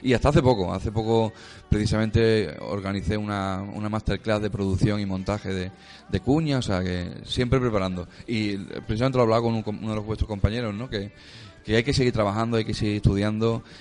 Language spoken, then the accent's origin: Spanish; Algeciras, Andalusia, Spain; estuve un año en mi tierra, en Algeciras, en Cádiz